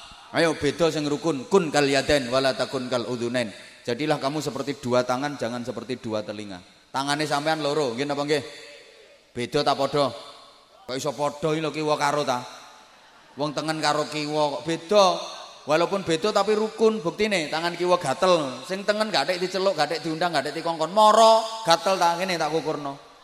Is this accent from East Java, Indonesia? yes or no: yes; Bojonegoro, East Java, Indonesia; born there; Cuma kebetulan saya lahirnya di Bojonegoro. Dan saya enggak pernah pesen untuk dilahirkan di Bojonegoro.